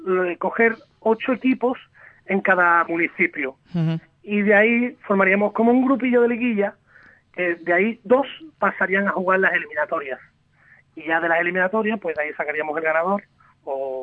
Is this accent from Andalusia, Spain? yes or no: yes; Seville, Andalusia, Spain; Yo exactamente soy de Sevilla, pero mi familia son todos de allí, del Bosque, de Ubrique.